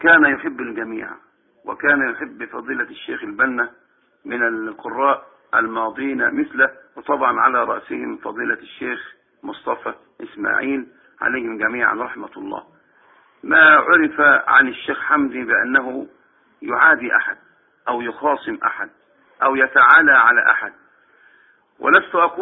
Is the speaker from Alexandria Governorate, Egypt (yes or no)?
no; Minyat Mahallat Damana, Dakahlia, Egypt; ولكن أذكر موقف في قريتي. توفى في هذه القرية منية محل الدمنة رجلان كبيران في هذه القرية